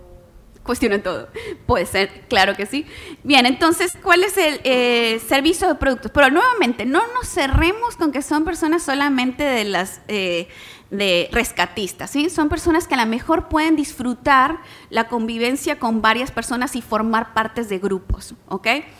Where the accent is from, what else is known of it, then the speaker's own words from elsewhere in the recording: Mexico; Yo soy mexicana.